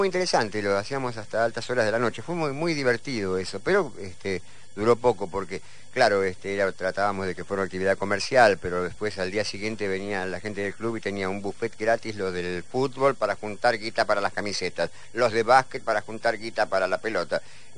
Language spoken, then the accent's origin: Spanish; Don Torcuato, Buenos Aires Province, Argentina; Todos los que somos de Torcuato, que estamos acá, son salvajes.